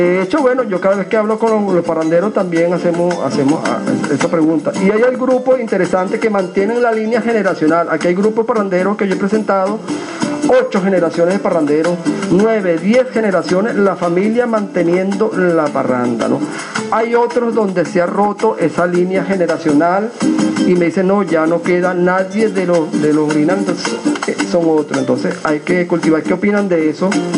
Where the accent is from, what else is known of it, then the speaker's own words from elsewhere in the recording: Venezuela; Cuando nosotros somos transculturizados, perdemos la memoria histórica, perdemos la identidad como venezolanos